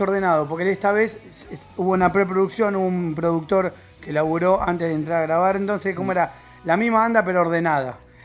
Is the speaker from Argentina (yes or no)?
yes; Vera, Santa Fe, Argentina; Somos todos de Vera. Y de La Plata.